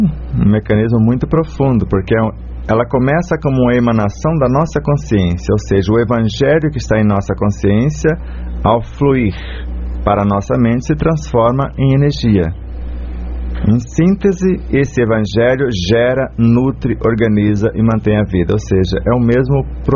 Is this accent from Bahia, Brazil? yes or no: yes; Bahia, Brazil; lá na minha terra, lá em Patambutela, na Bahia